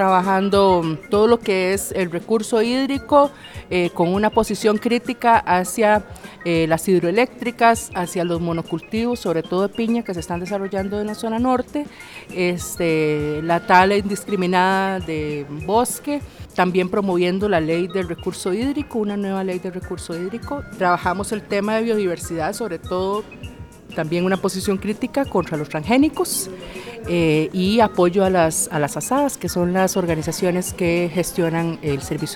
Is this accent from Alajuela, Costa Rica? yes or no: yes; San Carlos, Alajuela, Costa Rica; yo soy de San Carlos, de Costa Rica.